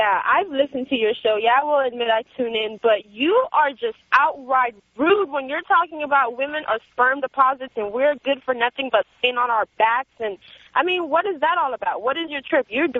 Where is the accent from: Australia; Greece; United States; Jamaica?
Jamaica; If you saw me naked, baby. I'm a Jamaican hot.